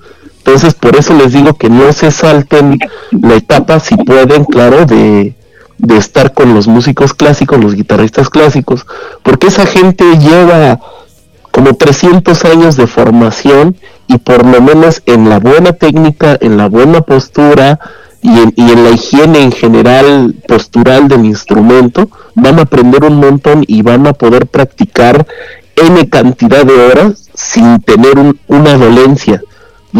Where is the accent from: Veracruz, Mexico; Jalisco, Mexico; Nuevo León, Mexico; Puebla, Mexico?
Puebla, Mexico; now in Mexico City, Mexico; porque yo soy de Puebla, ya después me mudé a la Ciudad de México